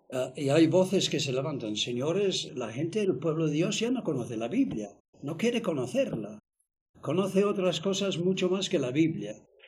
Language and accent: Spanish; England, United Kingdom; first language en; Spanish is a second language; Tener en cuenta que yo soy inglés. Y entonces el español es mi segundo idioma, no es el primero.